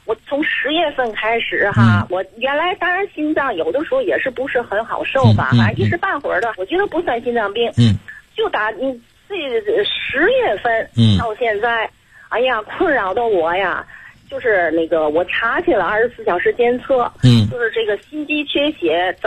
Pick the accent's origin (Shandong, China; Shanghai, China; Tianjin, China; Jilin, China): Tianjin, China; 我是天津的。